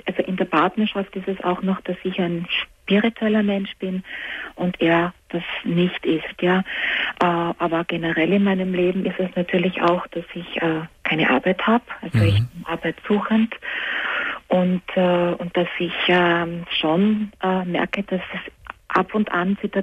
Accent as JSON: {"language": "German", "country": "Austria", "moved": "yes", "lives_now": "Germany", "said": "Ich bin für diesen Mann von Österreich nach Deutschland gezogen."}